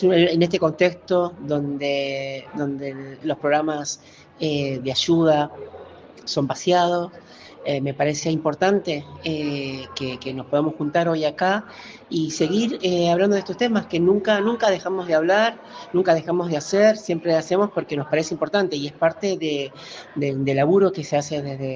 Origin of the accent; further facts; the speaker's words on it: Salta, Argentina; soy una travesti salteña, artista, soy bailarina, actriz, cocinera, también escribo un poco, y activista por los derechos de las personas trans.